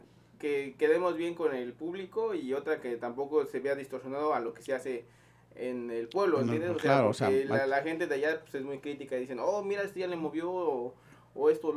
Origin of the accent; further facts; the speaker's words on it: Valle de Aragón, Mexico City, Mexico; No, yo soy de ahí, de Valle de Aragón.